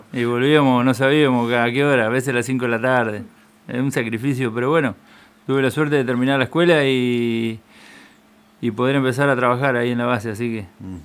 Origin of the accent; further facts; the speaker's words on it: Punta Indio, Buenos Aires Province, Argentina; nací acá en Punta Indio, que me crié toda la vida por acá, estuve un tiempito más para el lado de Jonte, ahí cuando mi viejo, que siempre toda la vida laburó en el campo, fue encargado de un campo acá sobre las Cuatro Bocas, pero después, bueno, estuve acá en Punta Indio siempre.